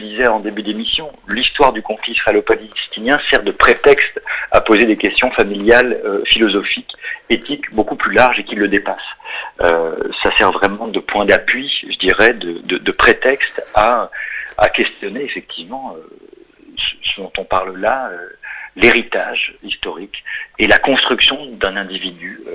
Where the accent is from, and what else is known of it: France; born there